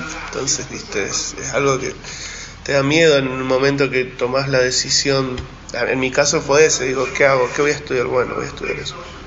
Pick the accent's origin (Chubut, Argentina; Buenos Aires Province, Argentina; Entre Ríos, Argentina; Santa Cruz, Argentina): Santa Cruz, Argentina; yo soy de Santa Cruz. Y vivíamos en un pueblito que se llama Las Heras